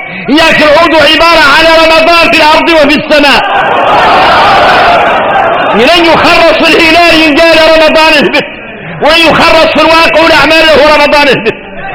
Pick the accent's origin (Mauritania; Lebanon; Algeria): Mauritania; احنا موريتاني